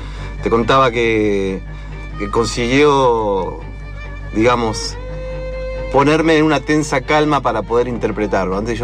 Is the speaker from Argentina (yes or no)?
yes; Tucumán, Argentina; born there; now in Buenos Aires, Argentina; Yo nací en Tucumán. Y me quedé en Buenos Aires, digamos.